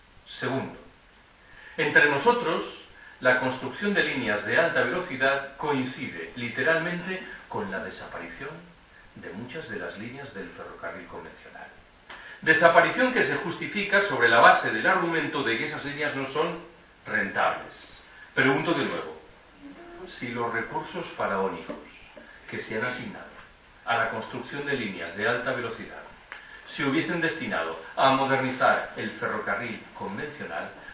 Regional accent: Galicia, Spain; Yo soy gallego.

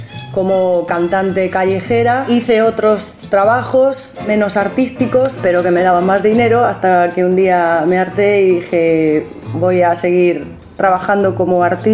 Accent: Segovia, Castile and León, Spain; moved away as an adult; now in Buenos Aires, Argentina; Soy española de una región en Castilla que se llama Segovia y vine a Buenos Aires hace 15 años a buscarme la vida como actriz.

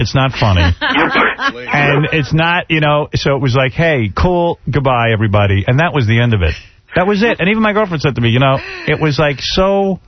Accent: New York, United States; I'm a guy from Long Island who, you know, grew up, I'm not a Hollywood guy.

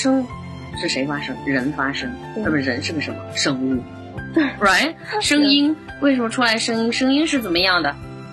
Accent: Datong, Shanxi, China; born there; 因为我是出生在山西的这么大同的某一个小农村里面

